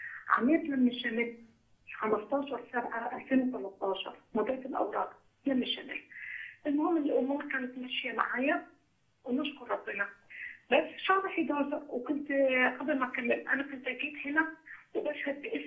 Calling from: Netherlands; انا من هولندا.

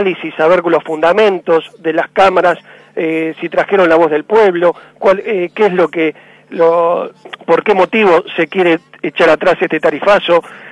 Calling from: Buenos Aires, Argentina; soy de Buenos Aires, no me puedo quejar tanto porque la gente del interior no sé a dónde tiene que ir para reclamar por las tarifas

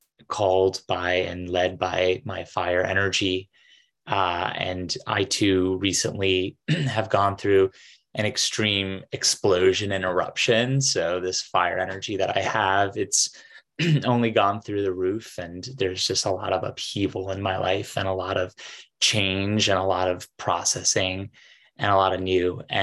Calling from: New York, United States; I'm calling in from New York.

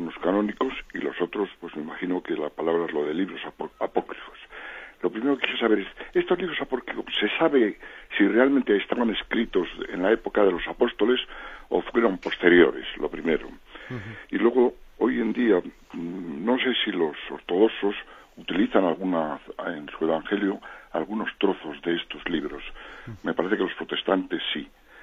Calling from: Bilbao, Basque Country, Spain; de Bilbao.

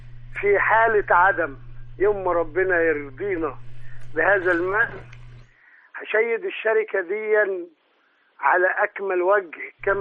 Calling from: Mansoura, Dakahlia, Egypt; من المنصورة.

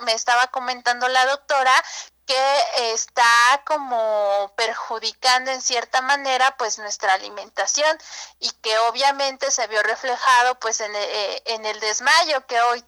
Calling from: Ozumba, State of Mexico, Mexico; Del municipio de Ozumba.

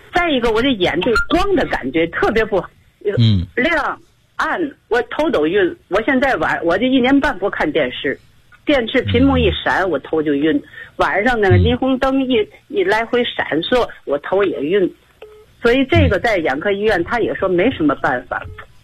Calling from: Tianjin, China; 我是天津的一个会员

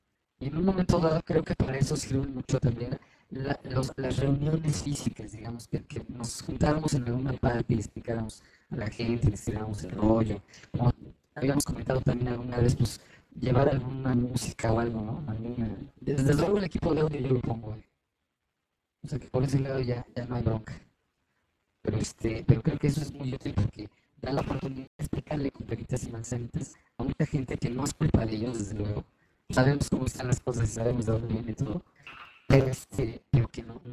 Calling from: Atizapán de Zaragoza, State of Mexico, Mexico; Estoy en Atizapán de Zaragoza. Acá estoy en Villas de la Hacienda, en México, en el Estado de México.

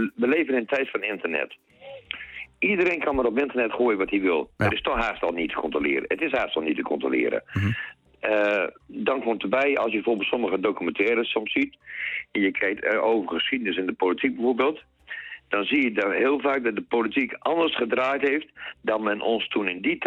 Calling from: Groningen, Netherlands; Ja, goedemorgen. Ik ben … uit Oost-Groningen.

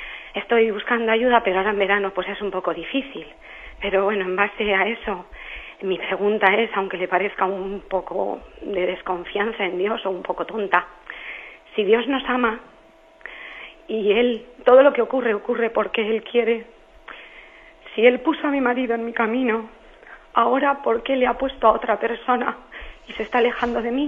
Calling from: Valencia, Valencian Community, Spain; de Valencia.

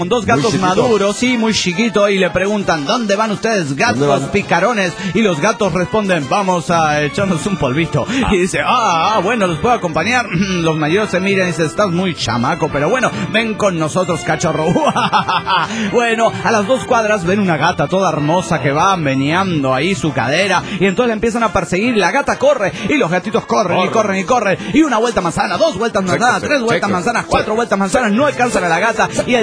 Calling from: Mexico City, Mexico; del DF mexicano.

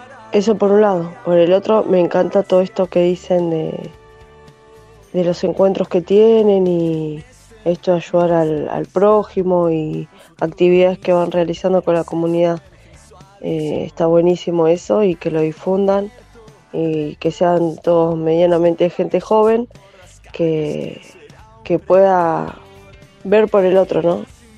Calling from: Quilmes, Buenos Aires Province, Argentina; de Quilmes. Creo que es la primera vez que les dejo mensajitos a ustedes.

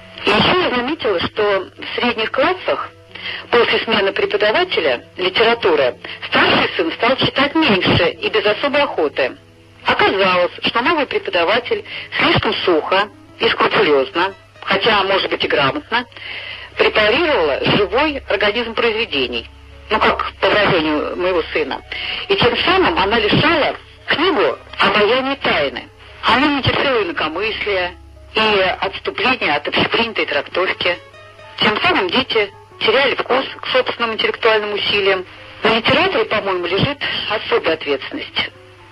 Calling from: Nizhny Novgorod, Nizhny Novgorod Oblast, Russia; Я звоню из Нижнего Новгорода.

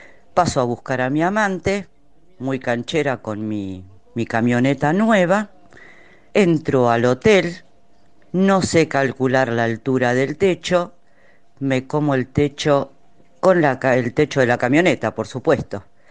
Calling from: Vicente López, Buenos Aires Province, Argentina; de Vicente López.

